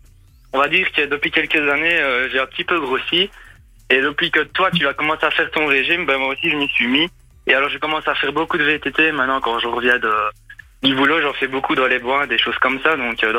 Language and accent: French; Germany; non, justement, je viens d'Allemagne, donc en plus, c'est même pas de la Belgique, donc voilà.